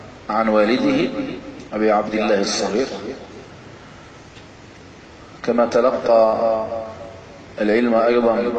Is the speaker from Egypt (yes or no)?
no; Algeria; الجزائر بلدنا الجزائر المحمية بالله عز وجل